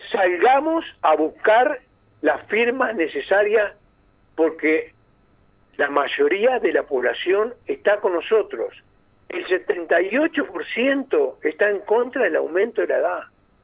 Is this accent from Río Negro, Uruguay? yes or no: yes; Fray Bentos, Río Negro, Uruguay; En particular, en mi pueblo, Fray Bentos, la situación está grave, está muy grave.